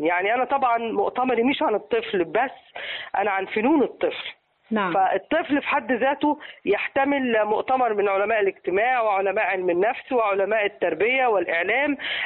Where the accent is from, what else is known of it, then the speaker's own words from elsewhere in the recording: Egypt; وخلت لهجتنا لما بتروح أي دولة